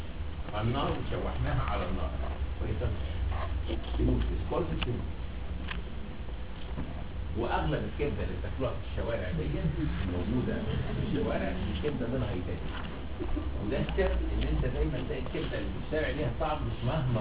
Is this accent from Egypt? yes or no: yes; Egypt; بس كثرة سفرنا احنا المصريين لهذه البلاد